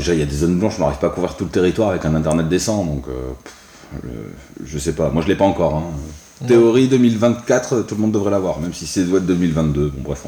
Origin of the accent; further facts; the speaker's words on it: Bordeaux, Nouvelle-Aquitaine, France; Ouais, parce qu'on est de Bordeaux, mais bon, Paris.